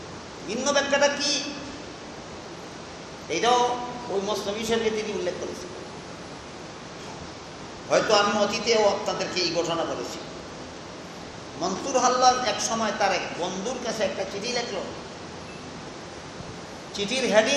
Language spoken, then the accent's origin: Bangla; Sylhet Division, Bangladesh; accent: Sylheti; আমরা সিলেটি ভাষায় আ মর সৈকার নি, আর নন সিলেটিদের ভাষায় সরে আ ময়ের সৈকার নি।